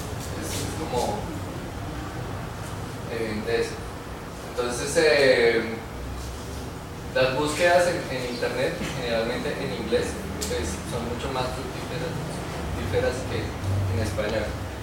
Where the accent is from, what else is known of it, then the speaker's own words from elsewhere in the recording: Bogotá, Bogotá D.C., Colombia; born there; artista bogotano, nací en Bogotá.